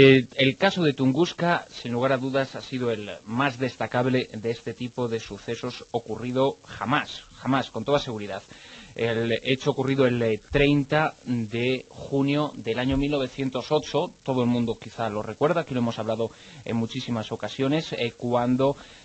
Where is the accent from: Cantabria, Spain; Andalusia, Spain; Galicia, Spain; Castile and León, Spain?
Galicia, Spain; Y como gallego, soy de los que apoyo tanto al Deportivo como al Celta.